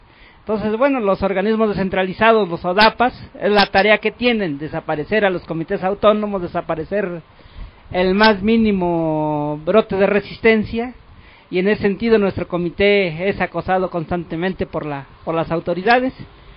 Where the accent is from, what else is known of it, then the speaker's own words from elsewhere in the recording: San Pablo Tecalco, State of Mexico, Mexico; Vengo de San Pablo Tecalco, Tecámac, Estado de México.